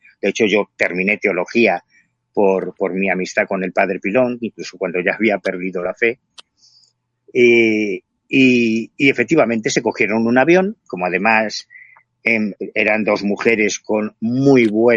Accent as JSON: {"language": "Spanish", "region": "Galicia", "country": "Spain", "said": "Y como yo soy gallego, yo vivo en La Coruña"}